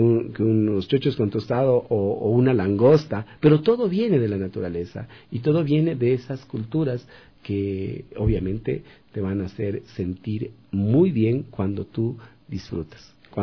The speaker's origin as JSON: {"language": "Spanish", "country": "Ecuador", "said": "te sientes mal siendo ecuatoriano, siendo de acá"}